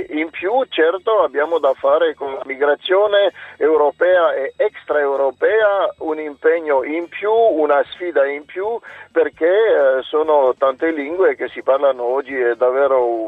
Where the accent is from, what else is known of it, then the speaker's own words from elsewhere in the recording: Transylvania, Romania; Italian is a second language; now in Italy; vengo di un paese dove si parlano 20 lingue, oltre il romeno come lingua ufficiale, la mia regione d'origine, Transilvania, è un multilinguismo da secoli. Nella mia città ci sono 6 comunità, io sono cresciuto in 3 lingue